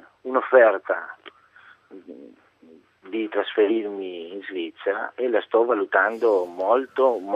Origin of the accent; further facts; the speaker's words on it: Argentina; Italian is a second language; moved away as an adult; now in Italy; non sono italiano, sono argentino, e sono venuto qua 25 anni fa